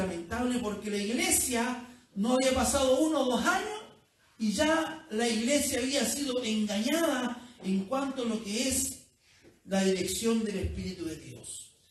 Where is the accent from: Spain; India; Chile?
Chile; el problema somos los chilenos que siempre andamos con rodeos y buscando por aquí para no herir